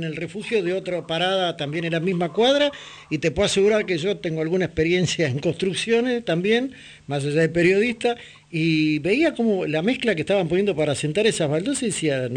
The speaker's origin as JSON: {"language": "Spanish", "region": "Buenos Aires", "country": "Argentina", "said": "yo soy de la Comuna 15 y ya participé en alguna"}